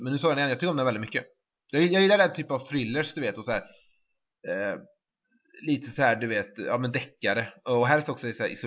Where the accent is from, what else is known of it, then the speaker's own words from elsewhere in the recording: Trollhättan, Västra Götaland County, Sweden; Sen var jag hemma i Trollhättan igen